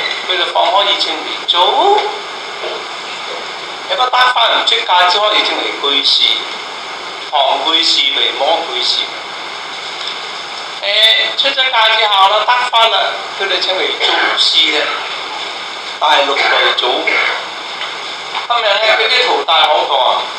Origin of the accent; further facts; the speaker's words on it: Guangdong, China; 係我哋廣東人、新興人